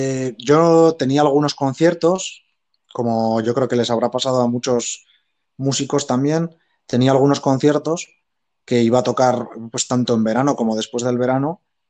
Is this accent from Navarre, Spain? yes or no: yes; Echauri, Navarre, Spain; unos viñedos que hay muy famosos al lado de mi pueblo, en Echauri